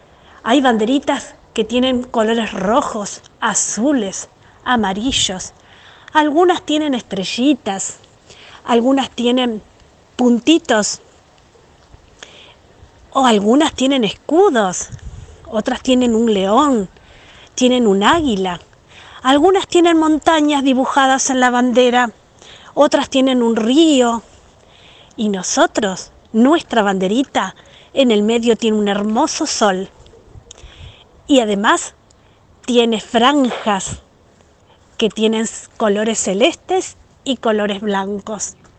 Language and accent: Spanish; Argentina; contentos de que todos somos argentinos